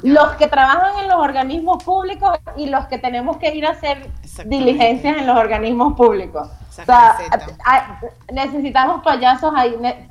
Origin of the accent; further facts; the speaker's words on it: Venezuela; now in Mexico; en Venezuela somos muy directos, somos muy como en Argentina, o sea, se dicen las cosas y capaz muy como en España. Aquí en México